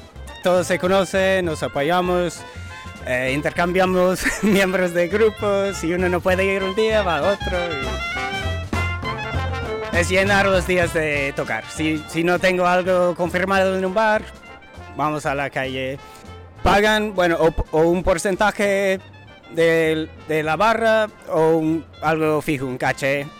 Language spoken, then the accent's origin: Spanish; Santa Cruz, California, United States; born there; now in New Orleans, United States; Bueno, yo nací en Santa Cruz, en California, y hace 3 años cambié a vivir en Nueva Orleans. Viajé por México, Centroamérica, y después de todo eso, pasé 2 años en Coruña, en Galicia